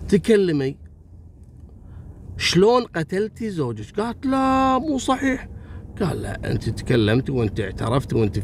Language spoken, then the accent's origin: Arabic; Kuwait; حصلت عندنا في الكويت يعني في أول التسعينات